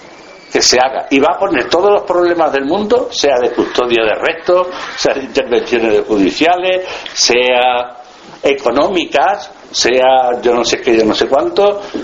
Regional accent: Extremadura, Spain; en mi pueblo, yo soy de Badajoz, de un pueblecito de Badajoz

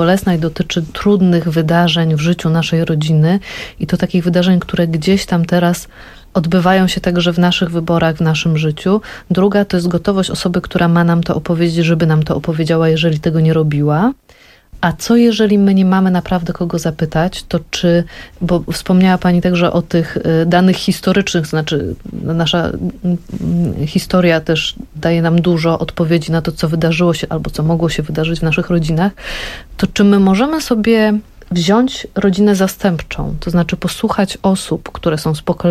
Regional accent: Lower Silesian Voivodeship, Poland; tak jak ja jestem z Dolnego Śląska, przesiedlenie

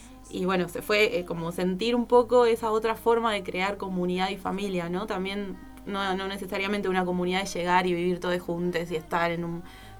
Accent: Buenos Aires, Argentina; vengo de Buenos Aires y allá participé en huertas comunitarias, espacios autogestivos, centros culturales y demás

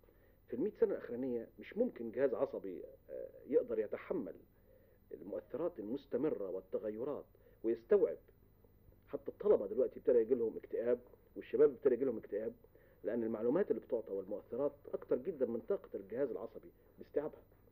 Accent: Egypt; كانت موجودة عندنا في مصر

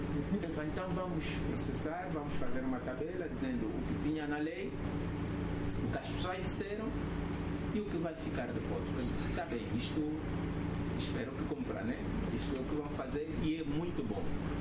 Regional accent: Angola; não, eu sou angolano, também estudei, também sei, vou opinar

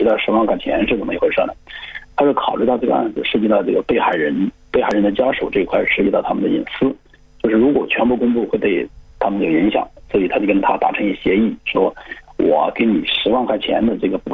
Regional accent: Hunan, China; 是我们湖南人

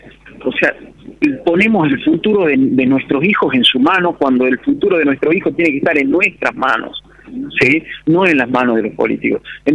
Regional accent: Villa Allende, Córdoba, Argentina; somos todos de Villa Allende, tenemos todo el derecho

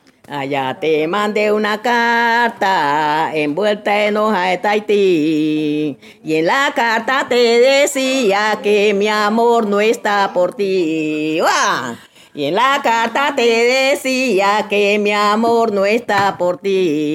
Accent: Timbiquí, Cauca, Colombia; yo soy de Timbiquí, también es pacífico, pero pertenece al departamento del Cauca.

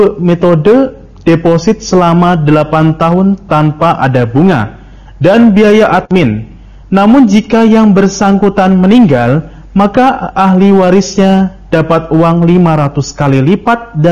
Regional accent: Cianjur, West Java, Indonesia; Saya dari Cianjur.

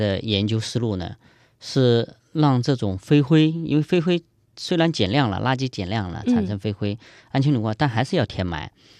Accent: Jiangxi, China; 我江西人

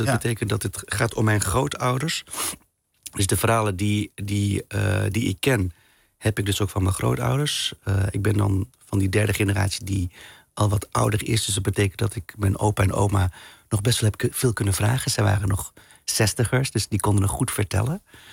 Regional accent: Tiel, Gelderland, Netherlands; Ik kom bijvoorbeeld uit Tiel, dat is de Betuwe.

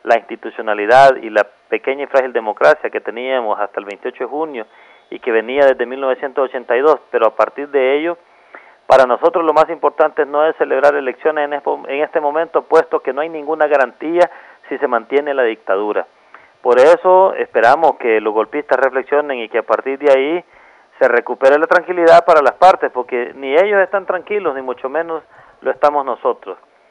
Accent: Honduras; todos somos hondureños y hondureñas y aquí estamos perdiendo todos

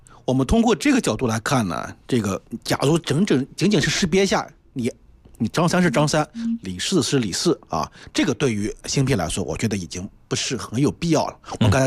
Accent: China; 这些功能呢，都对于我们中国人来说，觉得可能

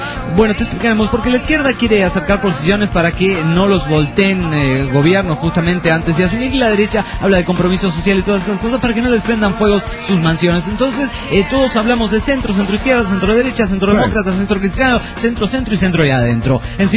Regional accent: Uruguay; Yo como uruguayo, yo con la sangre charrúa que corre en mis venas, no querría entrar a un mundial de fútbol de esta manera.

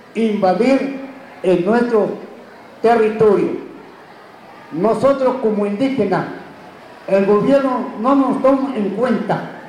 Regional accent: San Juan Comaltepec, Oaxaca, Mexico; first language Chinantec; Spanish is a second language; pueblos indígenas, mi lengua es chinanteco. Yo presento, mis autoridades se encuentran en este lado. Somos municipio de San Juan Comaltepec

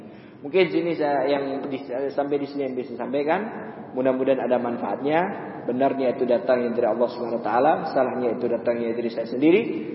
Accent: Pontianak, West Kalimantan, Indonesia; Saya dari Pontianak datang ke sini

